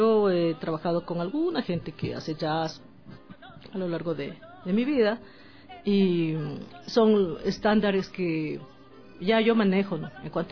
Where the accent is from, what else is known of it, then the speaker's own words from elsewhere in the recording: Ecuador; como ecuatoriana, disfruto al cantar nuestros temas. Ecuatoriana y latinoamericana